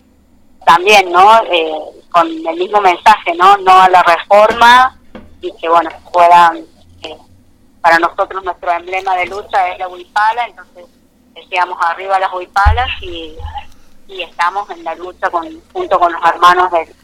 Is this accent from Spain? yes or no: no; Jujuy, Argentina; now in Córdoba, Argentina; y yo soy de la Puna jujeña, justamente.